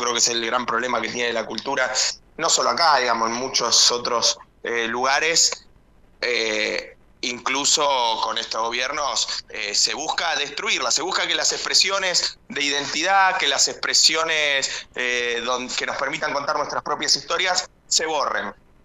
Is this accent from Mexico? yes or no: no; Lomas de Zamora, Buenos Aires Province, Argentina; yo soy de Lomas, y un senador que integra la comisión de presupuesto es también de acá de Lomas.